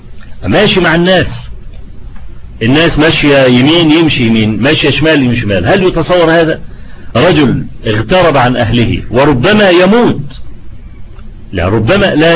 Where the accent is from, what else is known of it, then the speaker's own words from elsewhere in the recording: Egypt; انا لما عملوا الطريق الاستراد اللي عندنا في مصر